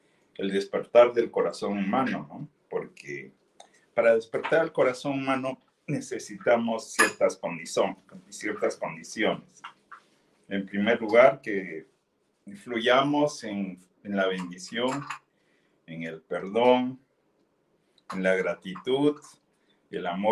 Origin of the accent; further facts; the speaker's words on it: Peru; en mi país de origen, Perú